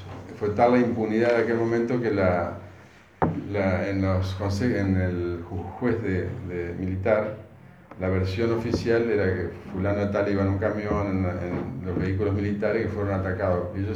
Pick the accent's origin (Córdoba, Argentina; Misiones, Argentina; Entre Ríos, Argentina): Entre Ríos, Argentina; Paraná; nosotros, bueno, para hacer un pequeño resumen, somos de Paraná